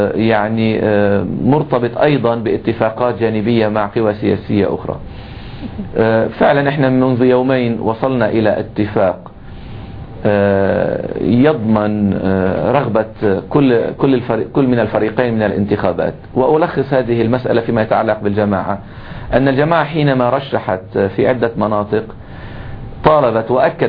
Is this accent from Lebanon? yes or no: yes; Lebanon; لكننا حريصون كلبنانيين